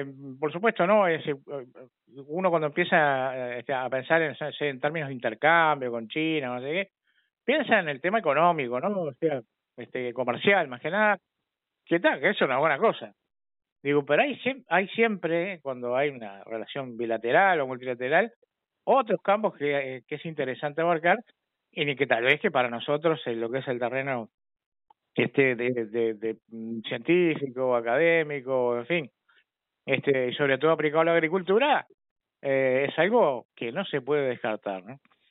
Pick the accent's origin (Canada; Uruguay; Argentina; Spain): Uruguay; pero bueno, los uruguayos en eso sabemos meter el diente, ¿no?